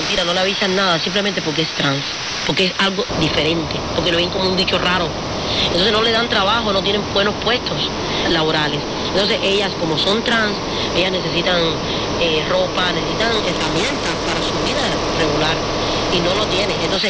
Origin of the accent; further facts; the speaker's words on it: Cuba; Y toco mucho a veces los puntos de Cuba, lo que está pasando, por ejemplo, en mi pueblo, que se están botando para la calle en estos días.